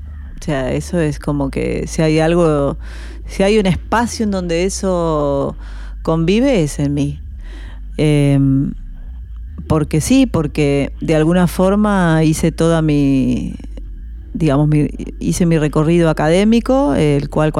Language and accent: Spanish; La Plata, Buenos Aires Province, Argentina; born there; Sí, nací en La Plata.